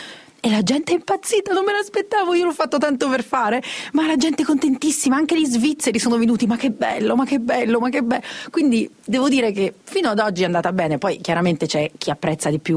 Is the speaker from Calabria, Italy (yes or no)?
no; Naples, Campania, Italy; perché è bellissimo, per me da napoletana